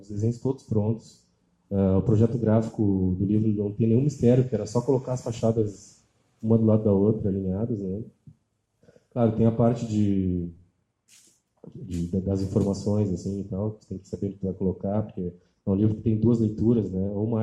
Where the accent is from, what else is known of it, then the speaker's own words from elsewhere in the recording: Pelotas, Rio Grande do Sul, Brazil; Que são da cidade onde eu nasci, que é Pelotas, no Rio Grande do Sul. Que é uma cidade do interior.